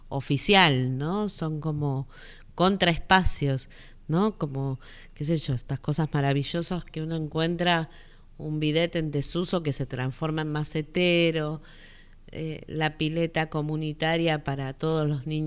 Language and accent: Spanish; Buenos Aires Province, Argentina; soy del conurbano de Buenos Aires, o sea, nací, crecí en el conurbano, donde hay una proliferación enorme de espacios residuales